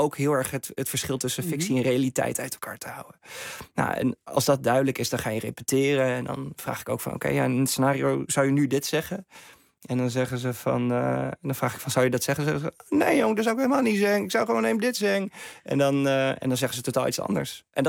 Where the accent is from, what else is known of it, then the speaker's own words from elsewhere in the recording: Veendam, Groningen, Netherlands; Ik ben opgegroeid in Veendam, in Oost-Groningen. Ik heb een hele te gekke jeugd gehad in Borgercompagnie op mijn basisschool.